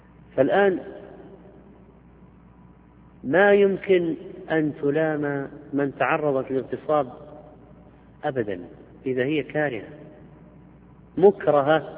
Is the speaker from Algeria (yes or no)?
yes; Algeria; عندنا في الجزائر بدلا من كلمة الله معك، الله معك، نقول الله عماك، على سبيل ما اعتدنا عليه من اللهجة.